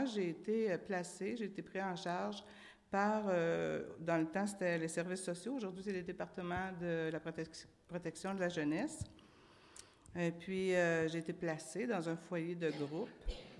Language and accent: French; Maniwaki, Quebec, Canada; parce que moi, je viens de Maniwaki, la petite ville au nord de Gatineau. En fait, c'était comme un village dans le temps.